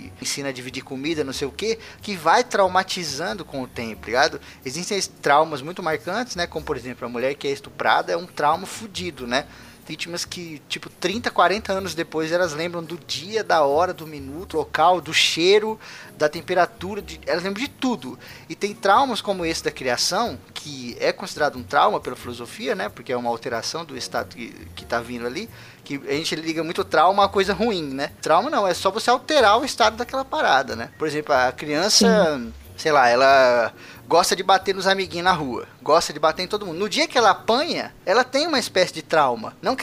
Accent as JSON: {"language": "Portuguese", "town": "Osasco", "region": "São Paulo", "country": "Brazil", "tie": "born or raised there", "said": "eu nasci em favela, em Osasco."}